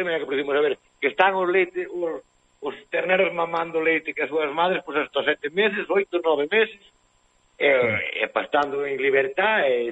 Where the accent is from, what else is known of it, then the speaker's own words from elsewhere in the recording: Cerredo, Galicia, Spain; O meu pueblo chamase Cerredo.